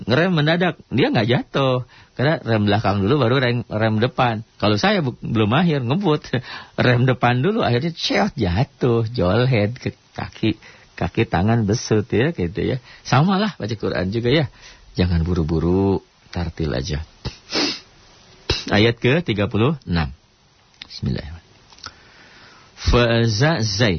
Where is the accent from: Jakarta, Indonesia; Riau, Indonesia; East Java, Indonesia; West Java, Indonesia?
West Java, Indonesia; Tuh, saya mah orang Sunda mah susah.